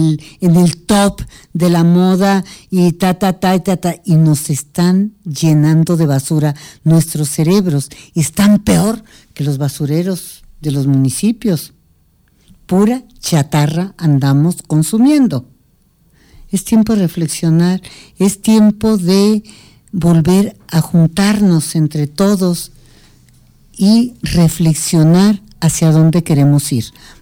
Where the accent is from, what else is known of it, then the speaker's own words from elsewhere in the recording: Mexico; Nosotros como pueblo mexicano tuvimos un excelente tejido social durante siglos.